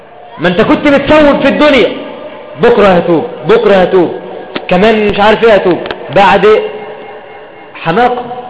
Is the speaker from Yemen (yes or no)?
no; Egypt; اللهم احفظ بلدنا مصر يا رب العالمين